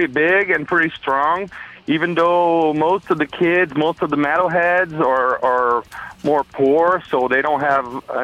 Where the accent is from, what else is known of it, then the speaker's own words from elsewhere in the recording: São Paulo, Brazil; Yeah, we're from Brazil. Actually, from São Paulo, which is a city on the southeast of Brazil.